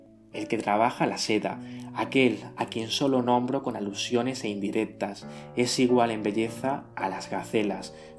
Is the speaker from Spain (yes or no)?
yes; Coín, Andalusia, Spain; la mayoría de la trama transcurre en mi pueblo, Coín. De hecho, he vivido durante muchos años cerca de la calle llamada La Bella Jarifa.